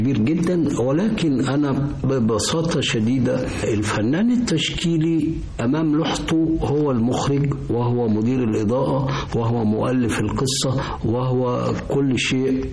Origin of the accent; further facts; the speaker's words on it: Egypt; أنا لفيت في العالم، رحت باريس ورحت إيطاليا اللي أنا درست فيها بعد دراستي هنا في مصر